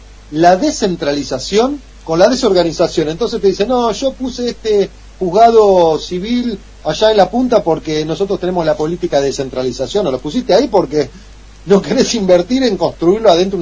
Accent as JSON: {"language": "Spanish", "town": "Quilmes", "region": "Buenos Aires Province", "country": "Argentina", "lives_now": "Avellaneda, Argentina", "said": "Yo vengo de Quilmes, que estoy en Avellaneda de Lanús hace unos 8 años, yo cumplí 8 años, pero vengo de Quilmes."}